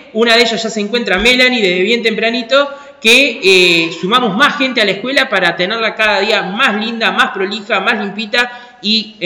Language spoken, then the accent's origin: Spanish; Uruguay; este ritmo tan divino que nos identifica mucho como uruguayos, porque el tamboril es un elemento de nuestra cultura uruguaya.